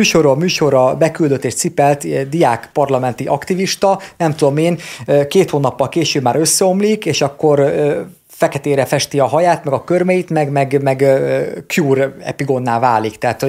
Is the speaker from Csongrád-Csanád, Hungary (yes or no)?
no; Dorog, Komárom-Esztergom, Hungary; Figyelj, én dorogi vagyok, tehát mi gyerekkorunkban gyűlöltük